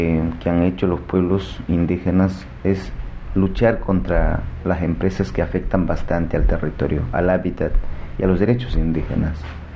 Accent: Amazon, Ecuador; Y eso afecta en la vida cotidiana de mi pueblo, de los pueblos que habitamos allá en la Amazonas.

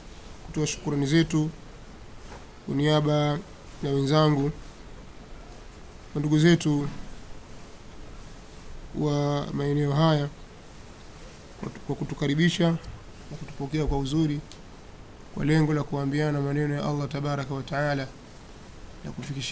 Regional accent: Tanga, Tanga Region, Tanzania; natokea Tanga.

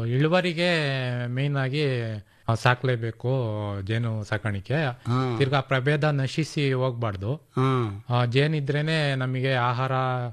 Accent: Doddaballapur, Karnataka, India; Sir, ಶ್ರಾವಣೂರಿಂದ ಬಂದಿದೀವಿ ನಾವು. ದೊಡ್ಡಬಳ್ಳಾಪುರ ತಾಲೂಕು, ಬೆಂಗಳೂರು ಗ್ರಾಮಾಂತರ.

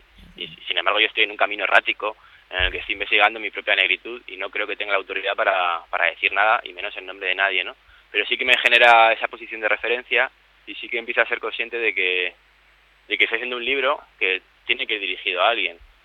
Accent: Spain; Oye, ¿tú de dónde eres? Pero yo soy español. ¿Pero de dónde, no?

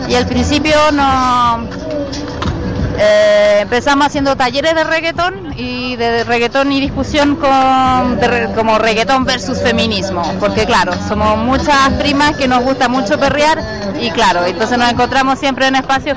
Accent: Chile; now in France; Nosotros somos … somos tres personas chilenas, vivimos en Francia.

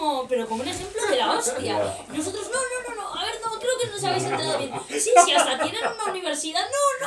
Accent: Bilbao, Basque Country, Spain; No, somos de Bilbao, somos vascos.

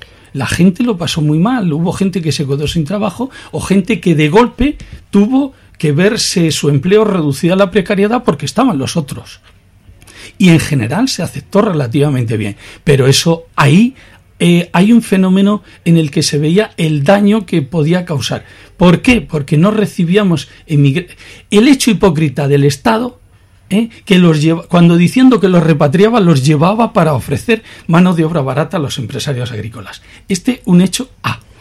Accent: Cartagena, Region of Murcia, Spain; como iban también gente de mi tierra, de allí del campo de Cartagena, a Suiza, a Alemania o tal

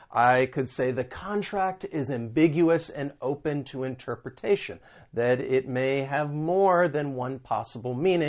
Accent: the South, United States; well, I grew up in the South, but there are quite a few different places all over the country where I have lived.

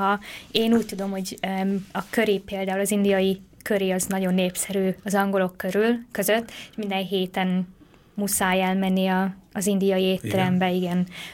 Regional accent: Hungary; mivel én magyar vagyok, és gyakran járunk itthon

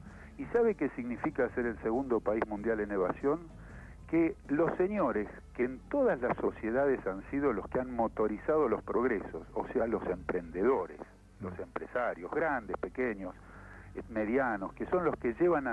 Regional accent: Argentina; cosa que como argentino me duele muchísimo

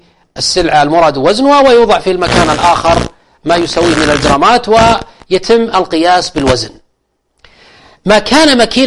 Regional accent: Al-Qassim, Saudi Arabia; السلف كان يسمى عندنا الكتاب أو الستاب في عندنا في القصيم

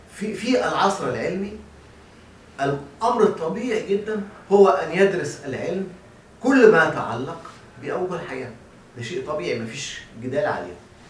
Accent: Egypt; واحنا عندنا في مصر لا يكاد يكون هناك من درسها

